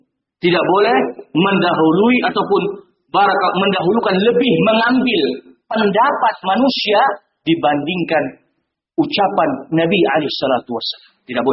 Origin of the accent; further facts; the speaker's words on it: Aceh, Indonesia; Itu kalau di kampung saya di Aceh, tengku enggak boleh taklid.